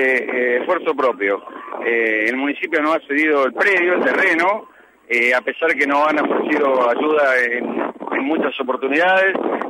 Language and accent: Spanish; Córdoba, Argentina; Yo soy cordobés, estuve a punto, bueno, ya lo he dicho en todos los medios, estuve a punto de mudarme, se me frustró, y bueno, siempre dije, algo me traigo de Córdoba, ¿eh?